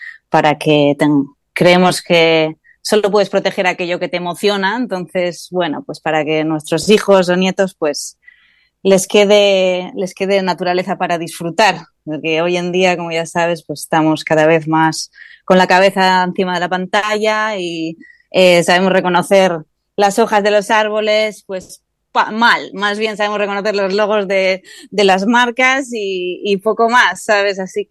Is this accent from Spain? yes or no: yes; Gijón, Asturias, Spain; yo soy de Gijón, homologada de Gijón de toda la vida, y así que estar en contacto con la mar vino de la mano desde pequeñina